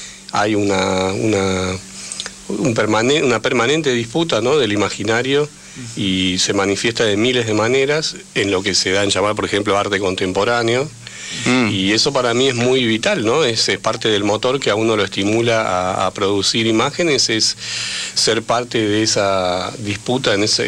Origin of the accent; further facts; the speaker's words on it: Buenos Aires, Argentina; como habitante de la ciudad, como porteño ignorante, lo debo asumir